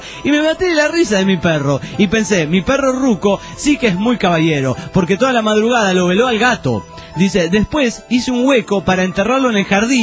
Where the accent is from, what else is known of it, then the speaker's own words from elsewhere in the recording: Juliaca, Puno, Peru; de Juliaca, Perú.